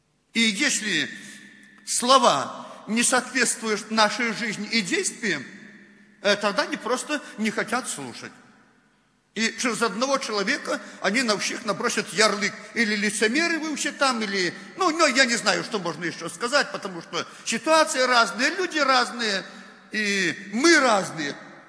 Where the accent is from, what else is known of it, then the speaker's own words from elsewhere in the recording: Belarus; Ну, знаете, уже так вот привыкли мы, белорусы, коверкать русский язык.